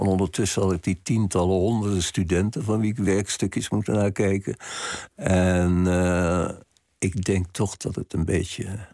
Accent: Rijswijk, South Holland, Netherlands; born there; Want ik ben geboren in Rijswijk... op een van de drukste punten van Rijswijk. Dus dat ben ik altijd gewend geweest.

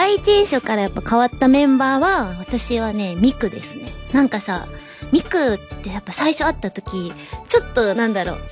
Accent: Hyogo, Japan; 兵庫県出身です。

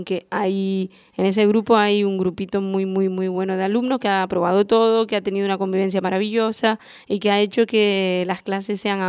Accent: Arrecife, Canary Islands, Spain; born there; Yo nací en Arrecife, aquí en Lanzarote, y estudié en el Agustín Espinosa, también en Arrecife, estudié en La Laguna, en Madrid, y llevo pues en la isla dando clase desde hace pues 8, 7 años

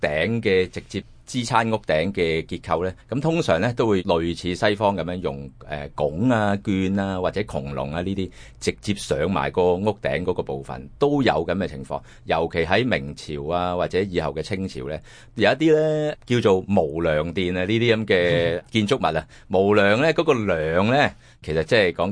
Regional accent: Hong Kong; 一般嘅涼亭我哋香港人都會見到好多啦嚇

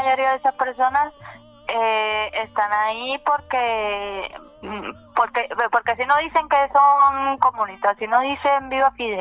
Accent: Cuba; moved away; Yo cuando regreso a Cuba soy tratada como extranjera, pero no por el Estado y el gobierno

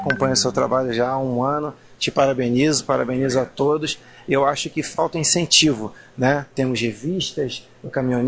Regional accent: Nilópolis, Rio de Janeiro, Brazil; accent: Rio de Janeiro; Eu sou de Nilópolis, na cidade da Baixada Fluminense, no Rio de Janeiro, conhecida como berço do samba, né? Por causa da beija-flor de Nilópolis

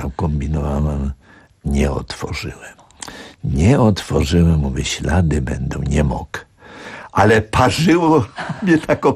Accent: Warsaw, Masovian Voivodeship, Poland; also born or lived in Łódź; jako warszawiak od urodzenia do roku obecnego miałem przerwę, bo wywędrowałem za poleceniem wielkiego nauczyciela, pedagoga Aleksandra Zelworowicza do Łodzi.

